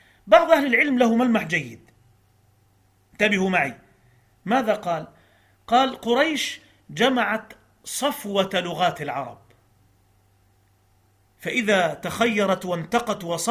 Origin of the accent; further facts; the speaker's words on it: Egypt; عندنا في مصر كان برنامج زمان